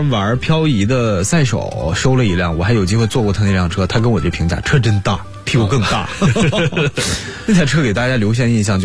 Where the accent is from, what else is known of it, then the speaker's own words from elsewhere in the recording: Northeast China, China; 因为我老家在东北，我身边越来越多人选车的时候都在跟我说